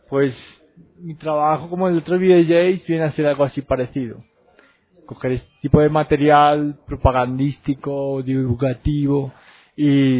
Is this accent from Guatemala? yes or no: no; Barcelona, Catalonia, Spain; yo como VJ barcelonés, digamos que representa un estilo que está bastante extendido ahí en Barcelona